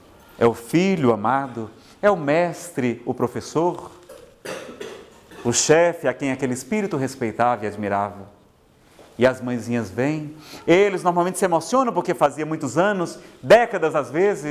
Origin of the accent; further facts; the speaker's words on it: Ceará, Brazil; Eu, como sou do Ceará, vou para umas paragens diferentes